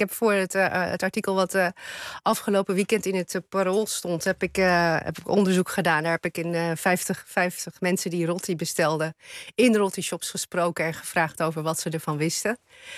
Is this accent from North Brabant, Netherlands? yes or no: no; Leeuwarden, Friesland, Netherlands; Ja, ik ben geboren en getogen in Leeuwarden.